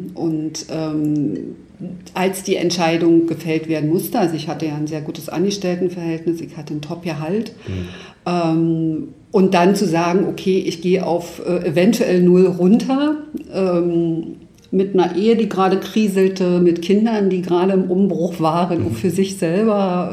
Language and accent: German; East Germany, Germany; Ich bin im Osten geboren und aufgewachsen.